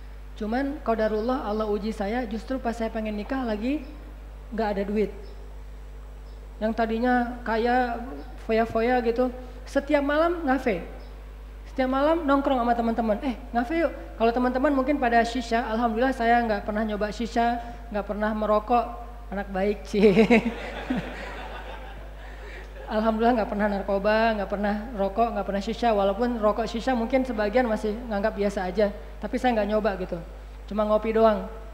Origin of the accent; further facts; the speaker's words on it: Aceh, Indonesia; kulkas pertama ada di rumah saya di Aceh itu, saya dari Aceh, itu pas saya di Mesir.